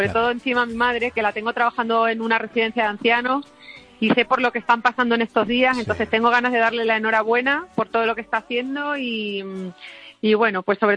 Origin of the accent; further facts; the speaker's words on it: Valencia de Alcántara, Extremadura, Spain; mi pueblo, en Valencia de Alcántara.